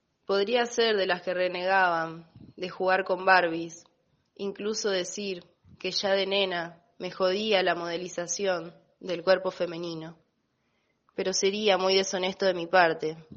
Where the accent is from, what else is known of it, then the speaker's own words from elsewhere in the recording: Santa Fe, Argentina; de Santa Fe.